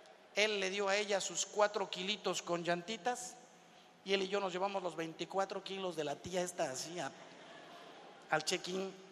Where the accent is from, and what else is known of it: Mexico